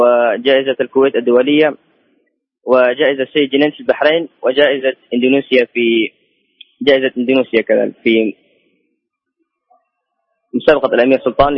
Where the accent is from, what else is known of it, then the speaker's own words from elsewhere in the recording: Medina, Medina Province, Saudi Arabia; born there; also born or lived in Thailand; أنا ولدت في المدينة المنورة وبدأت حفظ القرآن الكريم